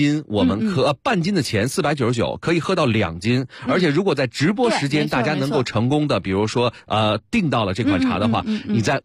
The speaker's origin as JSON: {"language": "Chinese", "region": "Beijing", "country": "China", "tie": "born or raised there", "said": "茶叶，我也是老北京"}